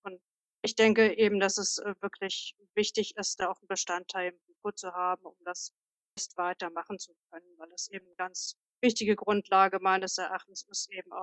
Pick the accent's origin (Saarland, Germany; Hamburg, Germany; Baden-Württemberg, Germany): Hamburg, Germany; born there; now in Berlin, Germany; ich bin in Hamburg geboren, aber lebe mittlerweile in Berlin. Geboren 1975